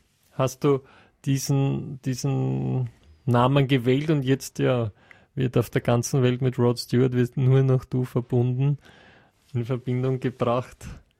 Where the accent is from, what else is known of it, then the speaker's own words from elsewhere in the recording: Netherlands; Ich komme ja aus Holland, aus Niederlanden